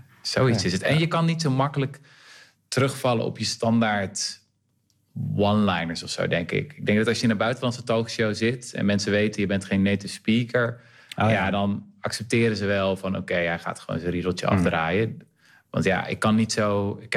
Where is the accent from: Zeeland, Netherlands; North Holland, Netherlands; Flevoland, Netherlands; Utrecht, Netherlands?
Zeeland, Netherlands; Renesse; Ik kom trouwens zelf uit Renesse, ben ik geboren.